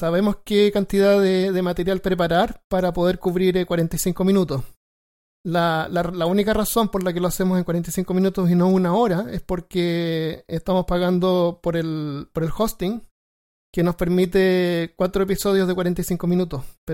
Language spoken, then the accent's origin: Spanish; Chile; now in United States; yo obviamente soy chileno, llegué acá a Estados Unidos como por ahí por el 2005